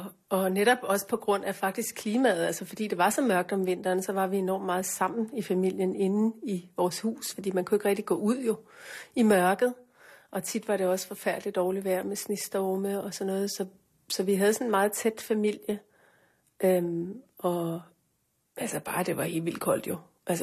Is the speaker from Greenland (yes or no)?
yes; North Greenland, Greenland; jeg voksede op i Nordgrønland i en lille by, og hvor min far var lærer, og min mor underviste i vævning.